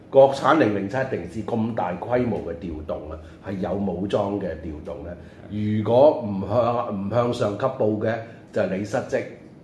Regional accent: Hong Kong; 或者我哋在香港呢個大城市長大人知啦。

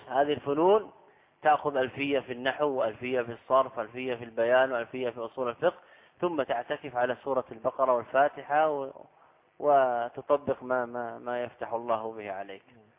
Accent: Saudi Arabia; أنا لست من أهل مصر. تسأل أهل البلد، هذا من الغرائب على الطلاب سبحان الله. يعني أنا قادم من السعودية تحشرني في مسائل؟

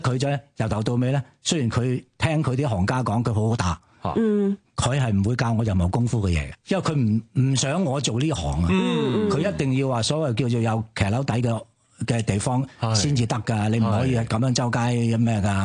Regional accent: Hong Kong; also born or lived in China; 嗰阵时未落香港，因为我系喺大陆出世嘅。咁、

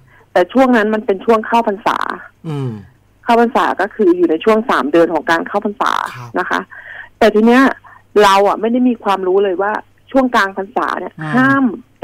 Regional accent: Phetchabun, Thailand; หนูอะเป็นคนเพชรบูรณ์เนาะตอนนั้นหนูถือโอกาสกลับบ้าน

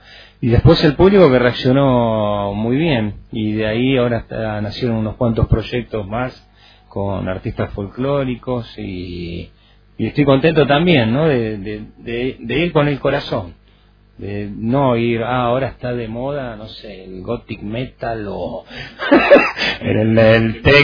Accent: Buenos Aires, Argentina; No, yo soy del Bajo Flores, pero sí había muchos amigos por San Martín

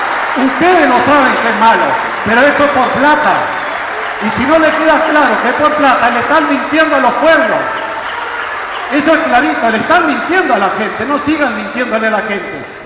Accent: Colonia, Uruguay; now in Canelones, Uruguay; Ya hace un tiempo me hicieron ciudadano de Canelones y estoy agradecido de estar acá porque vengo del litoral, de la zona de Colonia

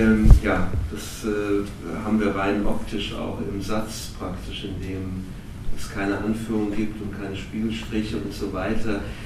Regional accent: Offenbach, Hesse, Germany; ich komme ja aus Offenbach

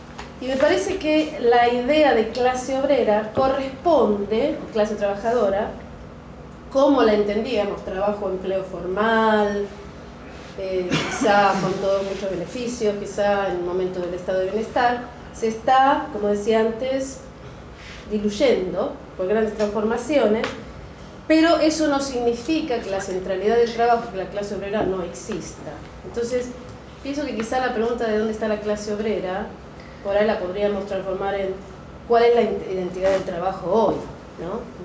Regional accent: Buenos Aires, Argentina; now in England, United Kingdom; Como podrán escuchar, yo soy de Buenos Aires, así que para mí es un placer estar acá. Vivo en Inglaterra.

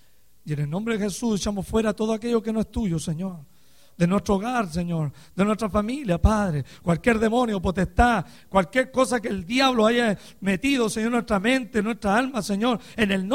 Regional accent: Chile; moved away as an adult; para algunos que no me conocen. Vengo de la República de Chile, Sudamérica. Aleluya. Y algún día volveré allá otra vez, ¿verdad? Tenemos casi 14 años aquí en este país.

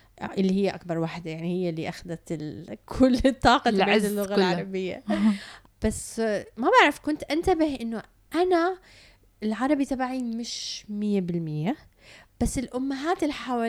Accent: Canada; now in United Arab Emirates; تربيت بكندا، ولما رجعت على الإمارات واجهت كتير من الصعوبة باللغة العربية.

